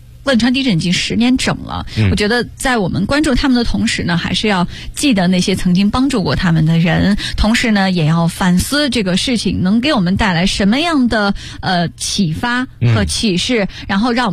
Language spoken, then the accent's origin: Chinese; Inner Mongolia, China; 因为我们家在内蒙古，他问我你是哪里人，我说我是内蒙古人。